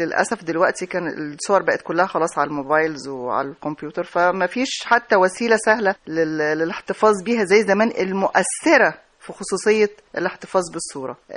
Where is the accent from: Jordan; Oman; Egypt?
Egypt; اللي هي يعني توازي منطقة المعابد عندنا في الأقصر وأسوان